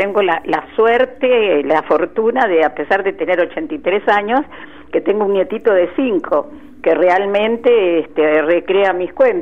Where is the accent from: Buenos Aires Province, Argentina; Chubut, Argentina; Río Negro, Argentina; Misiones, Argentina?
Buenos Aires Province, Argentina; Chivilcoy; mis primeros 25 años en Chivilcoy. Yo nací en Chivilcoy en el año 1932.